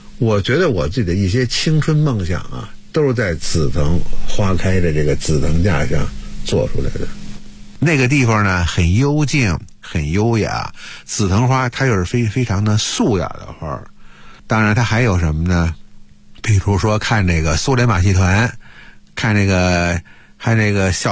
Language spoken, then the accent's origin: Chinese; Beijing, China; 作为北京人啊，可以这么说，我小的时候，很小的儿童时代，就是父母呢带着去逛公园。